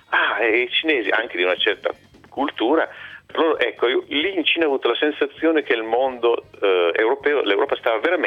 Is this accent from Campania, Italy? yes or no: no; Turin, Piedmont, Italy; ma vengo da Torino, fa Torino, Torino vicino a Parigi, no, Torino in Italia